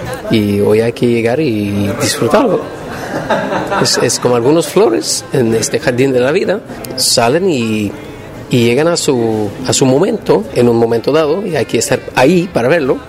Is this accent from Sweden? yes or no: yes; Sweden; Spanish is a second language; somos suecos, ¿qué vamos a hacer?